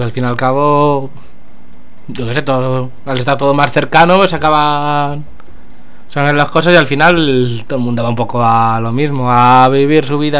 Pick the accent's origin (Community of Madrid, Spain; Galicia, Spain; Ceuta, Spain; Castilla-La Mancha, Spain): Community of Madrid, Spain; Como buenos madrileños, sí, señor.